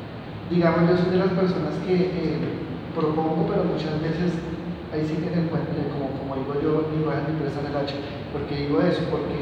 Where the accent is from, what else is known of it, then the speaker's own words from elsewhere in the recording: Girardot, Cundinamarca, Colombia; los que somos de Girardot, asociamos